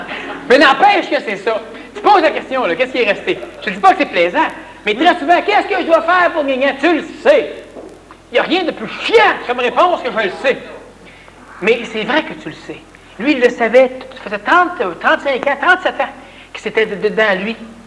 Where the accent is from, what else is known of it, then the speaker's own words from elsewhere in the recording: Quebec, Canada; Moi, je suis un Québécois.